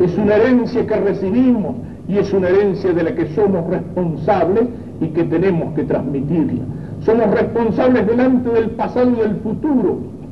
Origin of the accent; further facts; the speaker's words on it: Argentina; no solamente la patria somos los argentinos que hoy estamos sobre el territorio de la patria